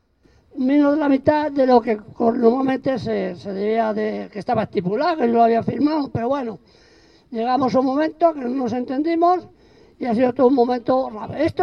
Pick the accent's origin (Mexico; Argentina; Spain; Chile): Spain; Community of Madrid; estoy en un lugar que es mi nacimiento, mi pueblo